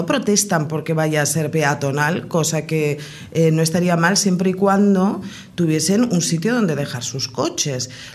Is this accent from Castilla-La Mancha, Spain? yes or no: no; Pamplona, Navarre, Spain; yo por ejemplo que vengo de Pamplona